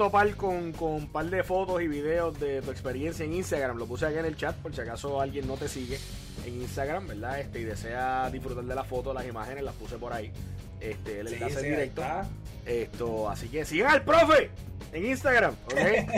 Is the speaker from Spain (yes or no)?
no; Puerto Rico; somos de Puerto Rico y cargamos con orgullo también, ¿verdad?, nuestra bandera y nuestro orgullo patrio